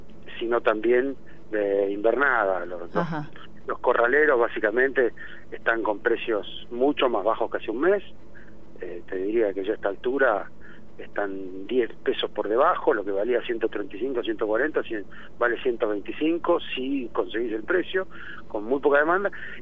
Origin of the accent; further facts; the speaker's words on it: Rauch, Buenos Aires Province, Argentina; somos de Rauch. No tendremos la residencia, pero somos de Rauch, queremos al pueblo